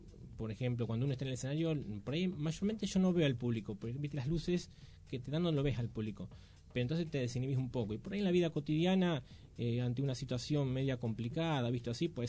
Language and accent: Spanish; Chivilcoy, Buenos Aires Province, Argentina; Yo soy de Chivilcoy, uh-huh. Un pueblo que está a 130 kilómetros de acá.